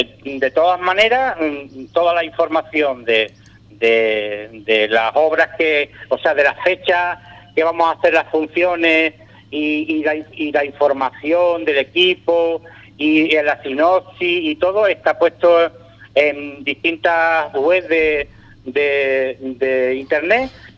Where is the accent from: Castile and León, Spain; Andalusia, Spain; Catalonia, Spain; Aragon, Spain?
Andalusia, Spain; Ubrique; somos un grupo de teatro local, somos de Ubrique